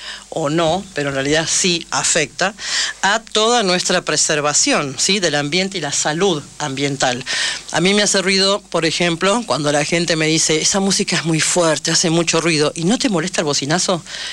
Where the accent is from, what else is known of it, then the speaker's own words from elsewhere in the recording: Buenos Aires, Argentina; Voy a decir llueve, igual que Rocío dice llueve, porque somos porteños.